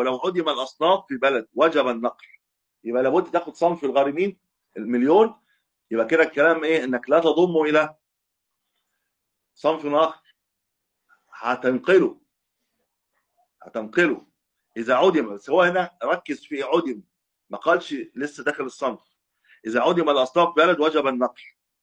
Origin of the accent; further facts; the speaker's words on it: Cairo, Cairo Governorate, Egypt; يعني أنا من أهل القاهرة بخرج في القاهرة